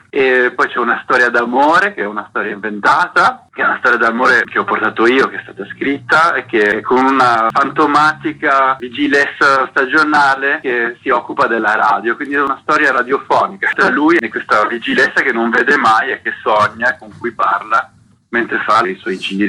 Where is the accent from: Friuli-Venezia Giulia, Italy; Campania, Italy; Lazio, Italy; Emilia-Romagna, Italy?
Friuli-Venezia Giulia, Italy; now in France; sono andato in Francia dove abito. E un giorno ho voluto tornare un po' a casa per fare un film a casa, nel mio paese, da dove vengo, in Friuli.